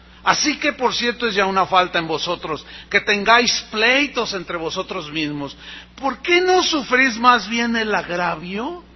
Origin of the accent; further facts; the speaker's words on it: San Luis Potosí, Mexico; yo tengo familia en la ciudad donde nací. Yo soy de San Luis Potosí.